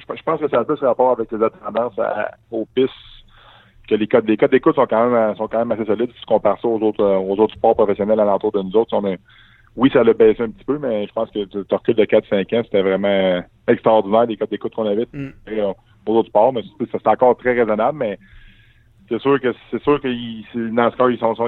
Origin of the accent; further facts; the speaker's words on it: Quebec, Canada; en tant que Québécois, on veut pas